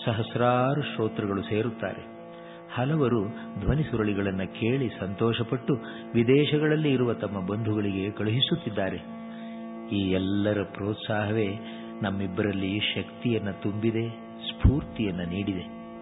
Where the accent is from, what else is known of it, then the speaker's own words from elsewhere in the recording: Mattur, Karnataka, India; ಈ ಶತಮಾನದ 2-3 ದಶಕದಿಂದ ನಮ್ಮ ಊರು ಹೊಸಹಳ್ಳಿ ಮತ್ತೂರಿನಲ್ಲಿ ಭಾರತವಾಚನ ವ್ಯಾಖ್ಯಾನ ಪದ್ಧತಿ ಪ್ರಾರಂಭವಾಯಿತು.